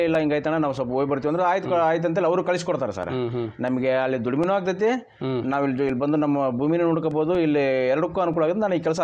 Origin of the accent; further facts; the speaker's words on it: Kamalapura, Karnataka, India; now in Hosapete, India; ನಾನು ಕಮಲಾಪುರದಲ್ಲೇ ಕಲಿತೆ, ನಮ್ಮೂರಲ್ಲಿ ಒಬ್ಬರು ಇದ್ದರು ಗುರುಗಳು